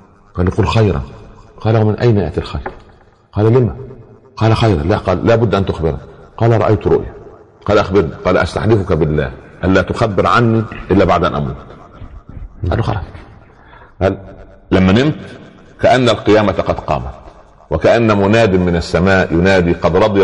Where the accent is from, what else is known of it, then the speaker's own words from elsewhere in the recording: Upper Egypt, Egypt; عندنا في الصعيد على القدر برمة